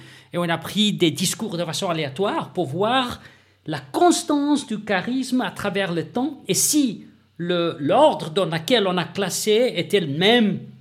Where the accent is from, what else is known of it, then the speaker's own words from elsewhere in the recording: South Africa; French is a second language; Je viens de l'Afrique du Sud